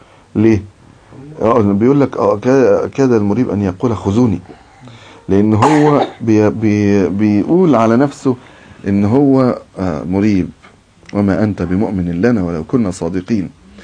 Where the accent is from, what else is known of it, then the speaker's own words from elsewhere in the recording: Egypt; واحنا مثلا عندنا في مصر